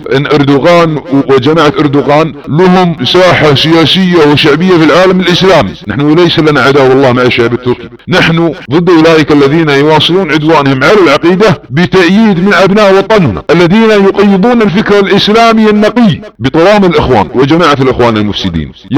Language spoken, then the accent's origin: Arabic; Saudi Arabia; ابناء وطني في المملكة العربية السعودية